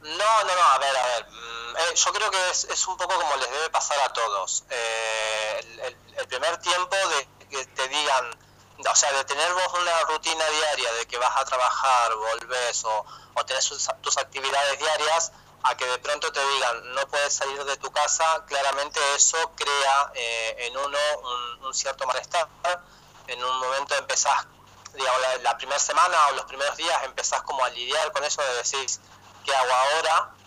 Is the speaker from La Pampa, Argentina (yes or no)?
yes; Santa Rosa, La Pampa, Argentina; No, a ver, yo soy santarroseño. Nací en Santa Rosa, soy pampeano.